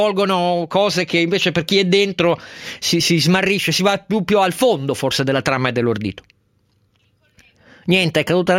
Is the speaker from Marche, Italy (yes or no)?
no; Turin, Piedmont, Italy; ieri mi ha molto colpito da torinese, perché io sono torinese